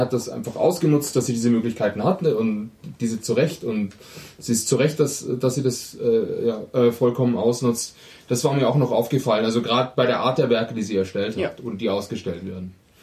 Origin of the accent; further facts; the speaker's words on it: Germany; Das Problem ist, wir sind ja alle Deutsche, also es kann bis morgen dauern.